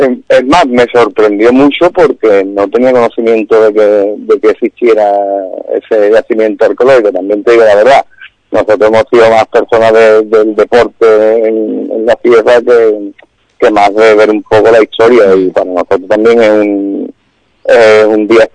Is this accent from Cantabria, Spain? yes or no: no; Jerez de la Frontera, Andalusia, Spain; a mí me molesta porque soy jerezano, por desgracia. Y me da coraje que en mi tierra, pues, no se nos considere